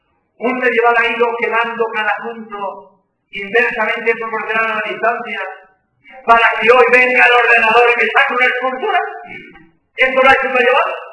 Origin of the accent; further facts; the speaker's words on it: Barcelona, Catalonia, Spain; born there; now in Cádiz, Spain; yo nací en Barcelona, pero llevo, pues en Cádiz llevo 36 años, ¿no? Y en fin, Andalucía, como jesuita, soy andaluz.